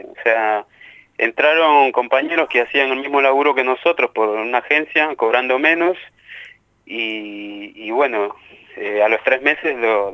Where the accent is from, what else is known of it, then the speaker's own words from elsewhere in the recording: Peru; siendo que yo soy peruano.